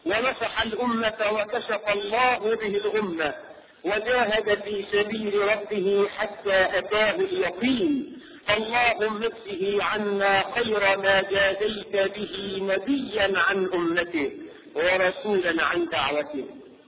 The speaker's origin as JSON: {"language": "Arabic", "country": "Egypt", "said": "احنا كمصريين"}